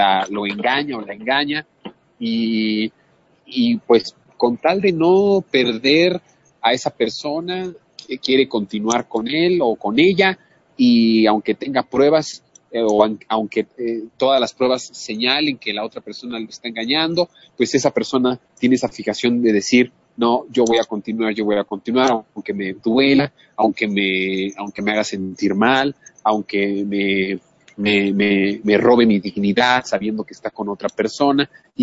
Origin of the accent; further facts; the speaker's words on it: Mexico; seguimos siendo los mexicanos, esos mexicanos que nos dejamos engañar, que nos dejamos manipular.